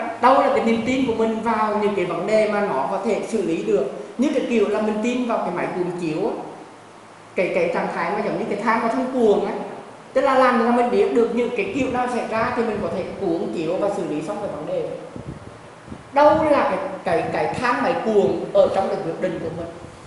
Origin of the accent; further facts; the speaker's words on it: Da Nang, Vietnam; Và tôi ở biển, tôi là người Đà Nẵng cho nên tôi rất mê cái gọi là hải đăng.